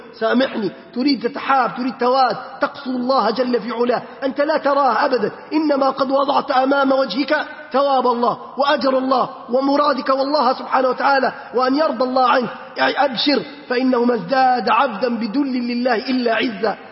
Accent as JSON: {"language": "Arabic", "country": "Libya", "said": "بلادنا ليبيا الحبيبة بأمس الحاجة أن نرمي هذه الضغائن"}